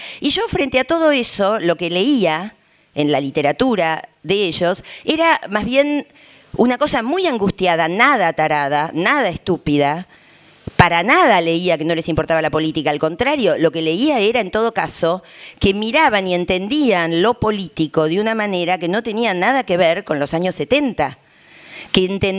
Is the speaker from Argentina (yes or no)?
yes; Argentina; porque en mi país, hasta diría el kirchnerismo, esto sobre todo hasta el 2010 esto fue muy fuerte